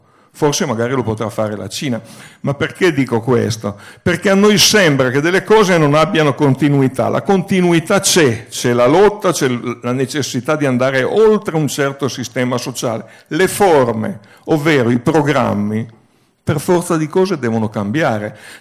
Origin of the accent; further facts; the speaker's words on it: Turin, Piedmont, Italy; non a caso io vengo da Torino